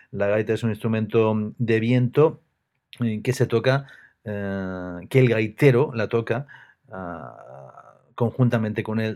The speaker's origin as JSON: {"language": "Spanish", "town": "Salamanca", "region": "Castile and León", "country": "Spain", "said": "el músico de mi tierra, el músico salmantino"}